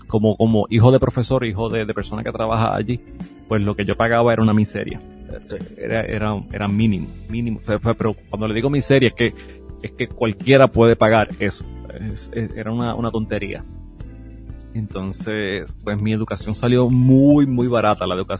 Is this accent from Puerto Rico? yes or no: yes; Mayagüez, Puerto Rico; yo soy de Mayagüez, Puerto Rico. Hay que decirlo así. Puerto Rico, si ustedes quieren ser claro, ¿verdad? Pero de Mayagüez. Nací y me crié allá, y Mayagüez tiene un área bastante rural, y tiene una parte que es bastante rural, y tuve la dicha de criarme en esa área.